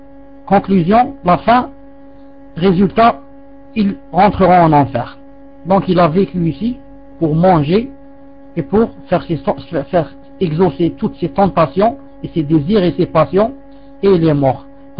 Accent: Algeria; comme chez nous en Algérie, hein, les vieilles traditions

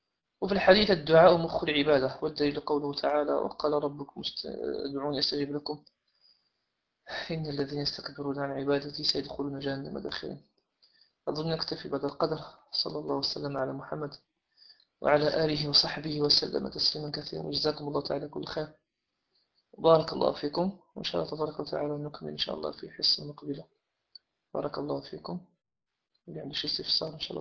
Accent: Morocco; السادات اللي عندنا في المغرب

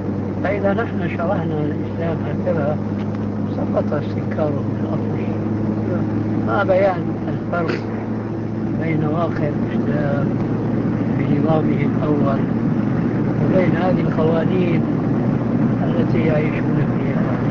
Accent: Damascus, Damascus Governorate, Syria; عندنا في دمشق كنا محكومين الفرنسويين

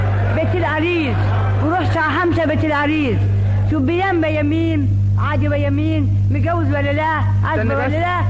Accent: Ankara, Turkey; moved away as an adult; now in Egypt; أصل تركيا من أناضول من أنقرة

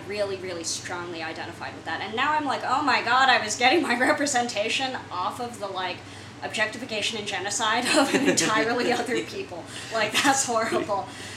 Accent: San Francisco, California, United States; growing up in San Francisco, which, at least while I was there, and the environments that I was moving through, especially as a younger child when this movie came out, it's a lot of Asian American people there

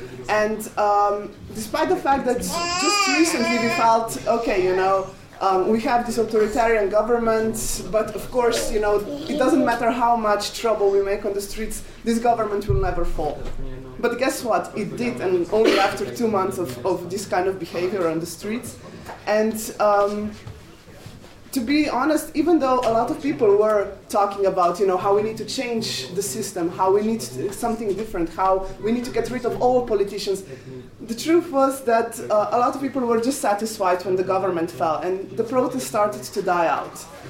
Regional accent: Slovenia; I'm from Slovenia, which is the Balkan country that's not Slovakia, obviously.

